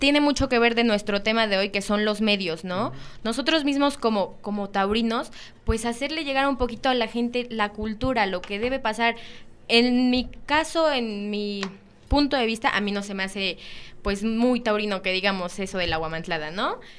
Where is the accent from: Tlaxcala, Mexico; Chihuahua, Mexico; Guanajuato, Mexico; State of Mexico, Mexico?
Tlaxcala, Mexico; Huamantla; para nosotras que somos de Huamantla